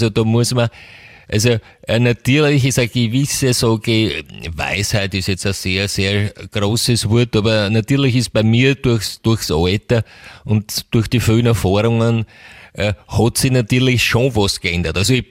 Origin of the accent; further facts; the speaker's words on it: England, United Kingdom; German is a second language; moved away; also born or lived in United States; ich selber komme ja aus England. Ja, ich bin in England geboren und aufgewachsen